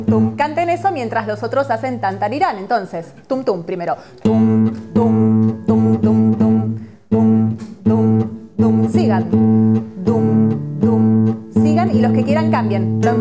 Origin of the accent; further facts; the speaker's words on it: Argentina; Pero como sois españoles, la mayoría, y yo soy argentina